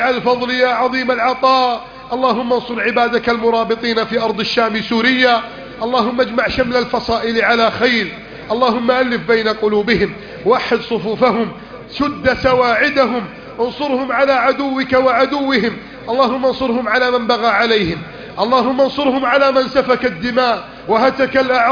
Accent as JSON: {"language": "Arabic", "country": "Egypt", "said": "اللهم هذه بلدنا مصر كانت وما زالت خيرا، كانت وما زالت رائدة قائدة"}